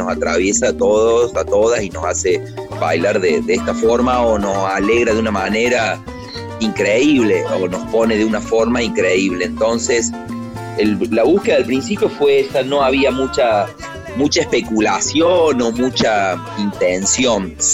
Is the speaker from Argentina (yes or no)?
yes; Córdoba, Argentina; somos una banda cordobesa, de cordobeses, en Córdoba, al sur del mundo, haciendo una música latinoamericana, cubana